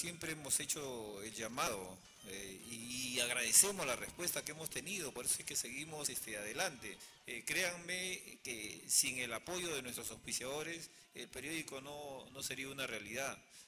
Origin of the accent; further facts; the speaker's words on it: Peru; moved away as an adult; tuve que salir del país a trabajar como todo peruano que inmigra para buscar nuevos senderos.